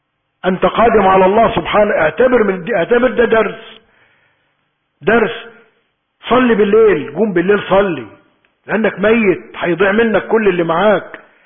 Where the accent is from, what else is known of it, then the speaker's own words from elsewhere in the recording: Egypt; اللهم احفظ بلدنا مصر من كل سوء